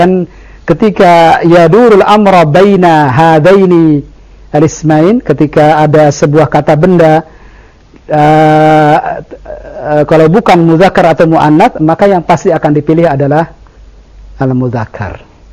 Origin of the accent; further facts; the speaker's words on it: Indonesia; Kalau saya sudah dengar bahasa Indonesia sejak kecil. Bahkan sejak saya dilahirkan dari perut ibu saya, bahasa ibu saya adalah bahasa Indonesia.